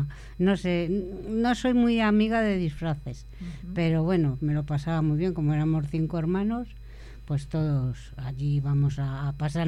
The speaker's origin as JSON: {"language": "Spanish", "town": "Madrid", "region": "Community of Madrid", "country": "Spain", "tie": "born or raised there", "said": "yo como soy de Madrid ¿sí? y vivo enfrente del Parque de San Isidro"}